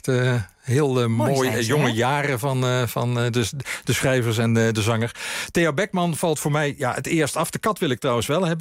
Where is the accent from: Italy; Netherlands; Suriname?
Netherlands; Limburg; Ik ben opgegroeid in Limburg, vlakbij de grens. En ik heb Duits laten vallen op school, omdat ik het idee had, ja, ik spreek Duits